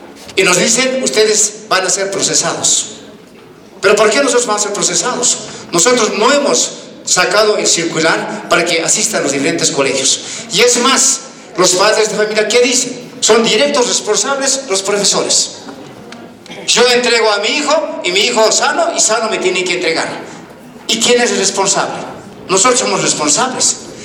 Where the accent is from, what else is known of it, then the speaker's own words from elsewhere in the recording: Cajuata, La Paz, Bolivia; yo soy de Cajuata, nos represento Cajuata